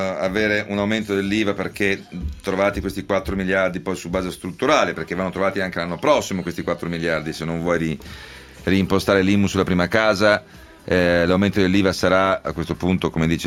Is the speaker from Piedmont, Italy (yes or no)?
no; Veneto, Italy; essendo io veneto